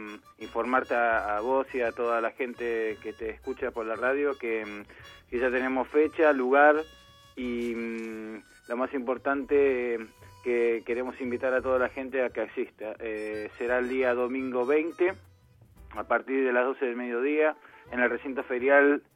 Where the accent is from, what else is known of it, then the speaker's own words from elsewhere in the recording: Argentina; como argentinos que somos